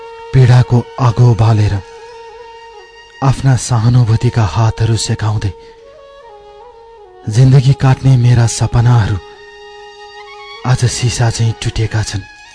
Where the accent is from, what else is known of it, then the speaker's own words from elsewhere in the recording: Solukhumbu, Koshi Province, Nepal; विक्रम सम्बत 2037 सालमा मेरो जन्म सोलु खम्बुमा भएको हो।